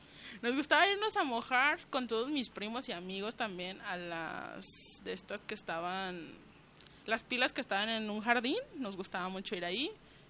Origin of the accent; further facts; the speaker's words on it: Colonia Morelos, Mexico; Soy de la Colonia Morelos, vivo con ella. Desde niños hemos vivido ahí, en la casa de mi abuelo, y pues ahí seguimos.